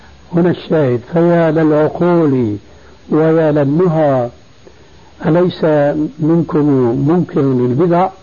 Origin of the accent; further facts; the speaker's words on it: Damascus, Damascus Governorate, Syria; ما كان يقع عندنا في دمشق